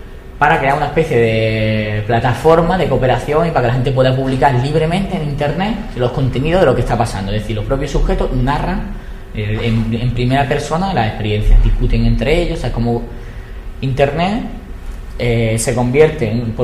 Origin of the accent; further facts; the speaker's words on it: Málaga, Andalusia, Spain; Yo soy de Málaga